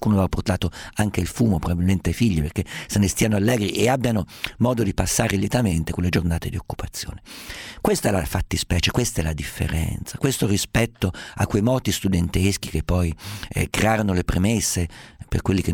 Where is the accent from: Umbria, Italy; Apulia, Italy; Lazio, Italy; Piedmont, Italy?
Umbria, Italy; Siccome sono umbro, siccome sono abituato a vedere persone in polpe medievali, persone con stendardi, bandiere, sbandieratori, balestrieri